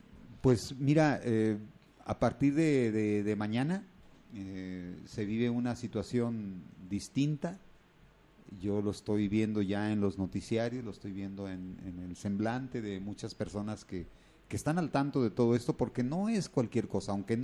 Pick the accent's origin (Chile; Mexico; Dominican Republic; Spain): Mexico; no es nada más lo que somos como mexicanos